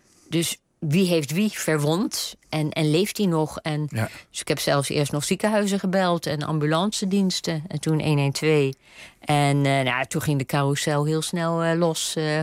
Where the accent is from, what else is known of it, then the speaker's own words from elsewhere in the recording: Rotterdam, South Holland, Netherlands; ik kom niet uit Brabant, ik ben Rotterdamse.